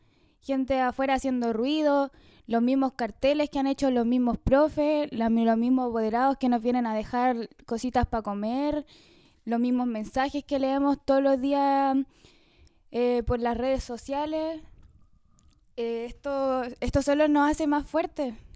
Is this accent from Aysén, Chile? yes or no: yes; Puerto Cisnes, Aysén, Chile; porque claramente para seguir mis estudios tengo que salir de mi pueblo